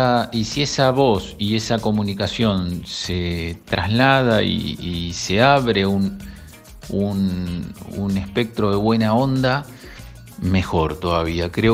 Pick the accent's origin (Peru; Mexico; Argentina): Argentina; Punta Indio, Buenos Aires Province; Soy de Cabañas Tunquelén, de Punta Indio.